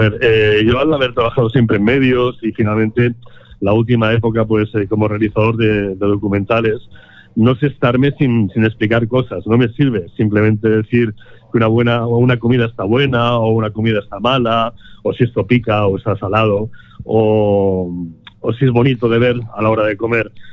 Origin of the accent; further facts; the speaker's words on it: Catalonia, Spain; yo como buen catalán, para mí es muy importante un pan con tomate